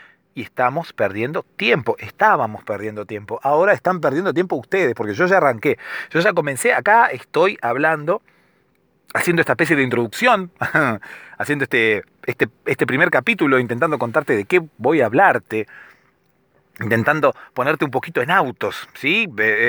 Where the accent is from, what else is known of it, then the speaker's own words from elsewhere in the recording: Argentina; soy de Argentina y por eso hablo de vos.